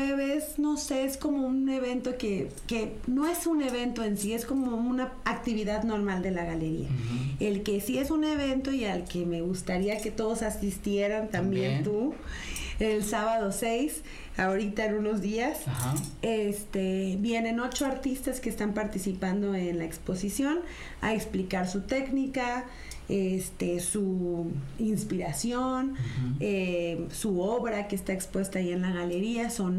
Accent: Veracruz, Mexico; y sobre todo más si somos veracruzanos.

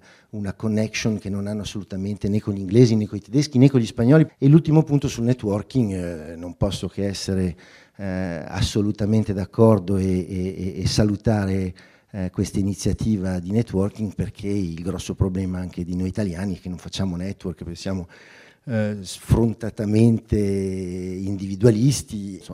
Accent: Milan, Lombardy, Italy; moved away as an adult; now in Paris, France; io sono milanese, per cui dopo 20 anni a Milano mi ero un po' stufato.

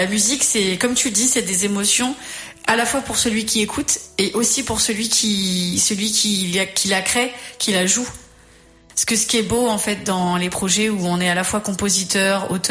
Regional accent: Ireland; Moi, je viens d'Irlande et je fais comme ça.

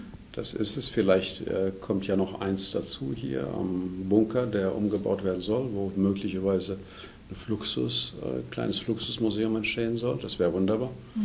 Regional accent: Eppstein, Hesse, Germany; also born or lived in Westerwald; Ich komme hier aus der Nähe, aus dem Westerwald eigentlich, aus der Nähe von Weilburg. Bin groß geworden hier in Eppstein im Taunus

